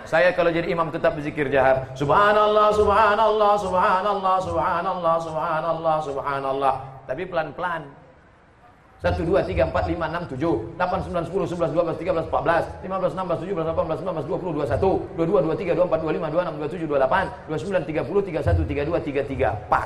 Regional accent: Siak Sri Indrapura, Riau, Indonesia; Kami dari Riau, Kabupaten Siak, Sri Indrapura, Negeri Melayu, Bumi Lancang Kuning

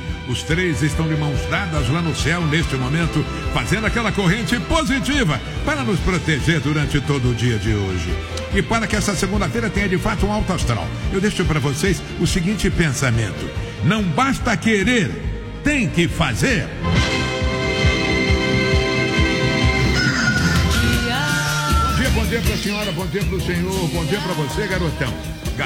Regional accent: Rio de Janeiro, Brazil; born there; do Rio Comprido, bairro onde eu nasci.

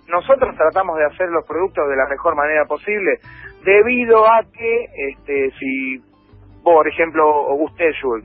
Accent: Avellaneda, Buenos Aires Province, Argentina; now in Lomas del Mirador, Argentina; yo estoy en Lomas del Mirador, estoy laburando, pero yo soy de Avellaneda.

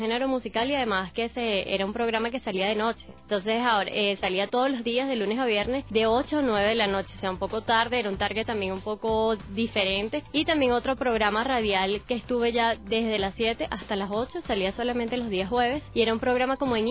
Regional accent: Caracas, Capital District, Venezuela; born there; en otro estado que no era la capital, que es donde yo nací

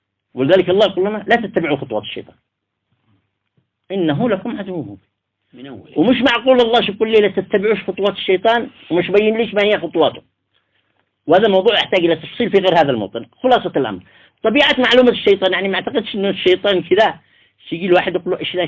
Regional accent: Taiz Governorate, Yemen; حتى مع لهجتنا نحن أصحاب الحجرية

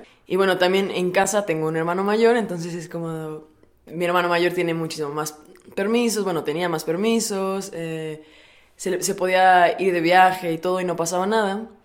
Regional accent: Puebla, Mexico; soy de Puebla y tengo 23 años.

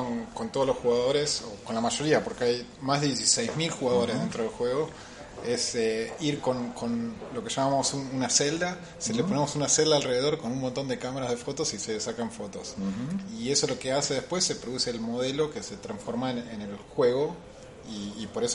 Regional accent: Argentina; now in Canada; Soy argentino, pero vivo en Canadá.

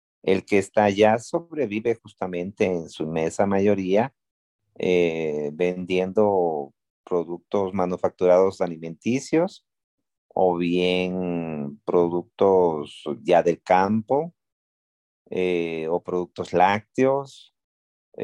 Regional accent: Ecuador; also born or lived in Venezuela; La situación económica y política de Venezuela me hizo tomar esa determinación de mudarme a mi tierra, Ecuador

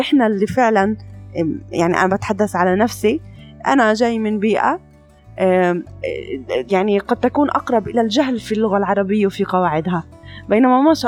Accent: Palestine; كمان نقطة كتير أنا بحب أحكيها كفلسطينية

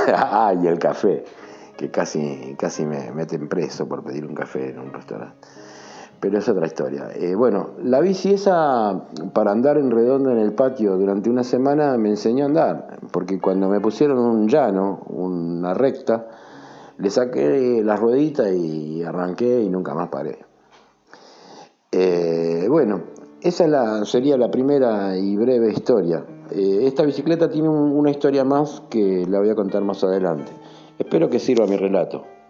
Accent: Buenos Aires, Argentina; soy un trompetista de Buenos Aires, radicado en Buenos Aires

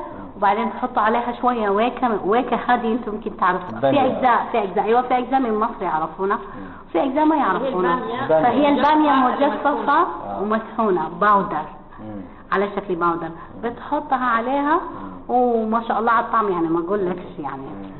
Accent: Sudan; المطبخ السوداني من أجمل الأكلات بالنسبة لي أنا طبعا كسودانية وكسودانيين

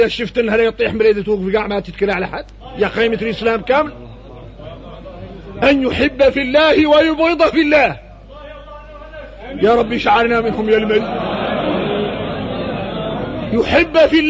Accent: Mauritania; هذا احنا موريتاني

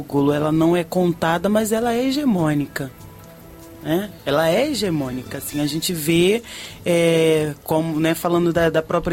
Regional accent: Salvador, Bahia, Brazil; now in Rio de Janeiro, Brazil; sou natural de Salvador, vim parar aqui no Rio de Janeiro, inclusive para desenvolver trabalho doméstico

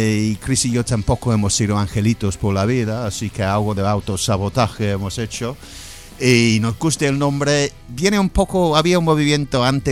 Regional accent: London, United Kingdom; now in Spain; y yo no, yo soy de Londres originalmente

